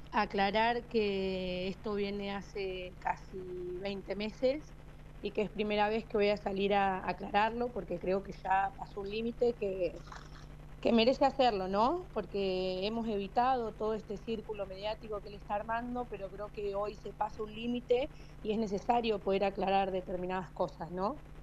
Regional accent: Mendoza, Argentina; born there; also born or lived in General Pico; now in Ceballos, Argentina; Yo en Pico, en realidad, soy nacida en la provincia de Mendoza y hace 24 años que llegamos a La Pampa. Mi papá, militar del ejército, por un traslado vinimos a General Pico y estamos desde entonces acá en La Pampa.

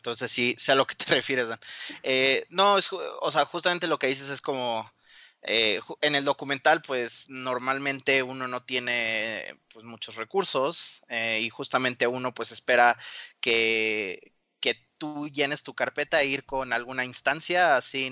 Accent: Mexico; yo estoy produciendo la película, pero soy mexicano, claro

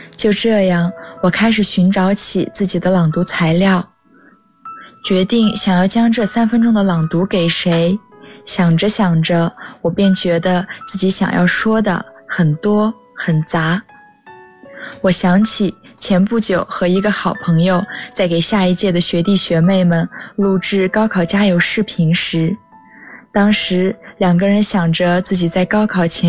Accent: Hangzhou, Zhejiang, China; now in Nanjing, China; 来自浙江杭州，我在南京大学，距离我的家乡286公里。

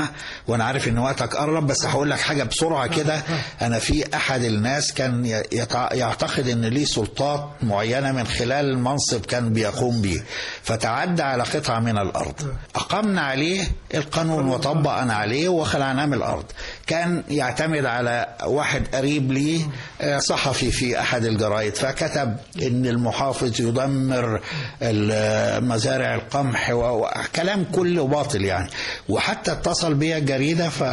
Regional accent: Egypt; إحنا شرف كبير جدا لينا إن إحنا مصريين

